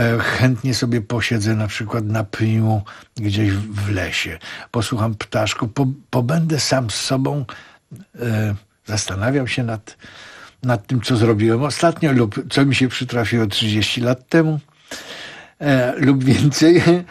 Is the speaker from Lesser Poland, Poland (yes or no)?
yes; Kraków, Lesser Poland, Poland; W ogóle rzecz dzieje się w Krakowie, bo jestem rodowity Krakower.